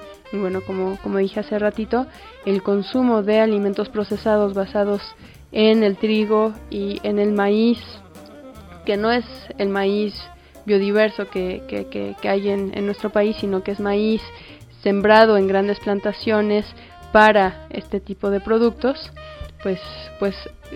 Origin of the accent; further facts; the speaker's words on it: Mexico; nuestra alimentación como mexicanos